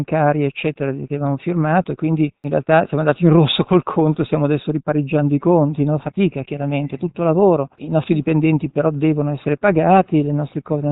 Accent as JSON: {"language": "Italian", "town": "Milan", "region": "Lombardy", "country": "Italy", "said": "Da milanese io sono angustiato da questa visione della città"}